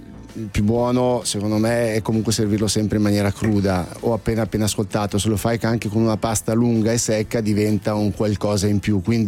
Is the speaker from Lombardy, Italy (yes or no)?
yes; Milan, Lombardy, Italy; come la intendo io milanese